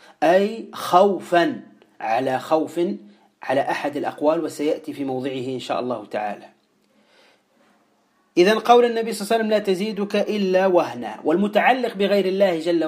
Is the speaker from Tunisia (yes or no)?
yes; Tunisia; وهو الكلمة التي تقال عندنا في تونس